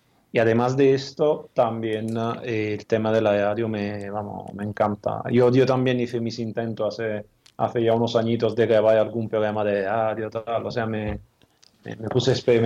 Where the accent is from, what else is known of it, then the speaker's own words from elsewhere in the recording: Italy; lo puedo criticar, más bien yo que soy italiano.